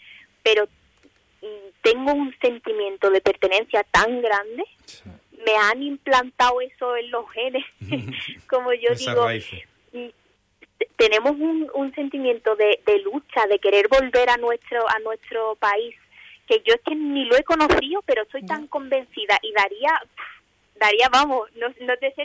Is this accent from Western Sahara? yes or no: yes; Western Sahara; aunque tenga 90 años y no haya vuelto al Sahara, seguiré siendo, diciendo que soy saharaui mil por mil